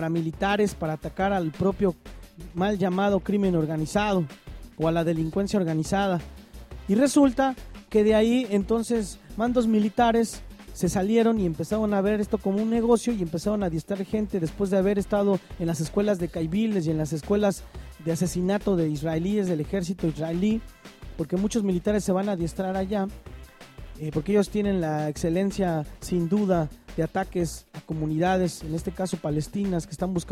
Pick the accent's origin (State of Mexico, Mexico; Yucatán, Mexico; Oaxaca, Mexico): State of Mexico, Mexico; Quienes crecimos en el Estado de México sabemos perfectamente qué significa el Grupo Tlacomulco